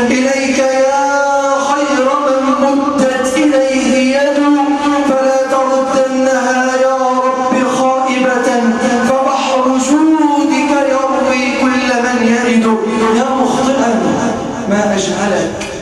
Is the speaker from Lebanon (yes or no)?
no; Egypt; اللهم اجعل بلدنا مصر صفاء رخاء